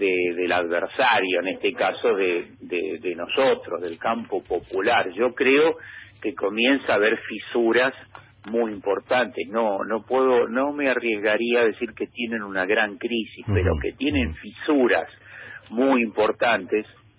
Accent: Buenos Aires, Argentina; ya que yo soy porteño

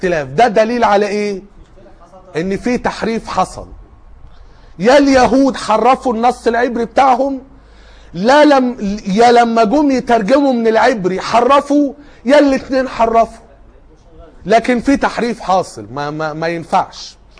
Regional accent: Egypt; اللي كان موجود في اسكندرية عندنا في مصر وقتها

